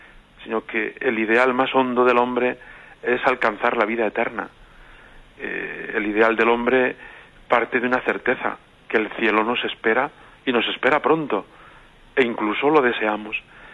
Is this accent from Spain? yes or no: yes; Puente del Arzobispo, Castilla-La Mancha, Spain; En mi pueblo natal, Puente del Arzobispo, celebramos esta acción de gracias gozosa